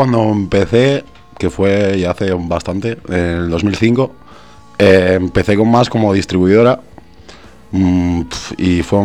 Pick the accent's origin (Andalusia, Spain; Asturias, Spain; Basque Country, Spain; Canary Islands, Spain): Asturias, Spain; now in Madrid, Spain; Sí, yo soy de Asturias y hasta que me vine a Madrid, pues por ahí he andado.